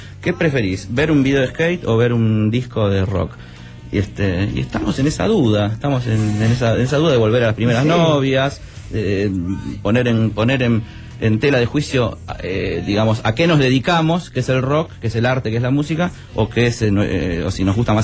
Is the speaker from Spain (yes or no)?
no; Buenos Aires, Argentina; Yo cuando era chico, ellos eran mis ídolos. Yo cuando era chico en Buenos Aires, en mi cuarto